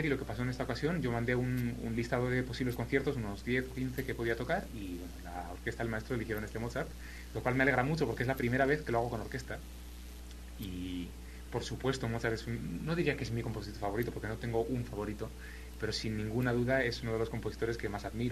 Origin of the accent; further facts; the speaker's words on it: Madrid, Community of Madrid, Spain; Yo soy madrileño. Soy de Madrid y, bueno, vivo en Madrid y trabajo en Salamanca. Entonces, bueno, estoy un poco siempre entre las dos ciudades.